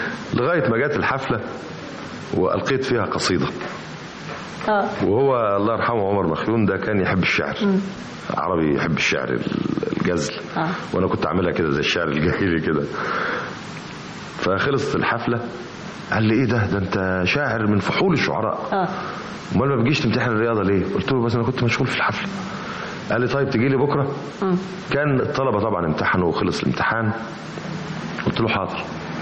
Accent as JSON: {"language": "Arabic", "town": "Alexandria", "region": "Alexandria Governorate", "country": "Egypt", "said": "انا اسكندراني، انا كنت عايش في اسكندريه بس انا منتسب لاسكندريه"}